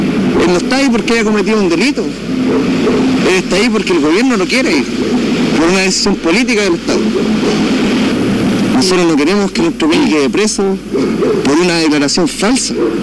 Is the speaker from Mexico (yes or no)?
no; Chile; nosotros, los mapuches, somos subindígenas. Nosotros tenemos que ser los indígenas de Chile. Nosotros no somos los indígenas de Chile, nosotros somos mapuches. Somos aparte. Somos un pueblo que siempre ha estado aquí, que nació en esta tierra